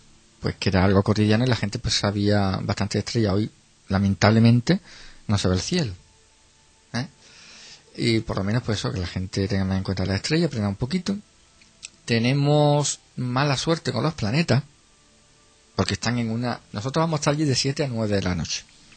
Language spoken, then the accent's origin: Spanish; Spain; yo soy más español y me gustan más los Reyes Magos.